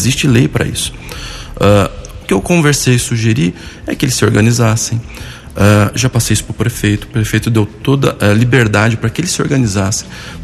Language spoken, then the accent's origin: Portuguese; São Paulo, Brazil; now in Arceburgo, Brazil; Eu sou natural de São Paulo, capital. Me mudei para o interior há 10 anos